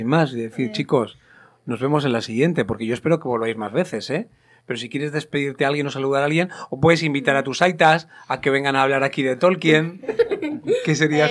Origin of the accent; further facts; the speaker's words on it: Barakaldo, Basque Country, Spain; Bueno, nosotros somos de Baracaldo, de toda la vida.